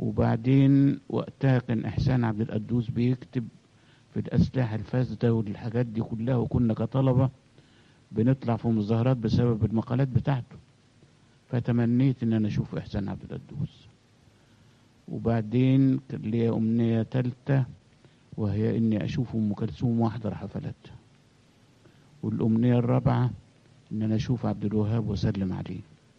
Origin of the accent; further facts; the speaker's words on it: Kom Zamran, Beheira, Egypt; also born or lived in Alexandria; أنا اتولدت في اسكندرية وأبويا توفى وأنا سني سنة، فأمي تزوجت واحد من الأرياف، فعشت ببلد اسمها كوم زمران في البحيرة ما بين الدلنجات وتاي البرود، وكنت بروح مدرسة الدلنجات الابتدائية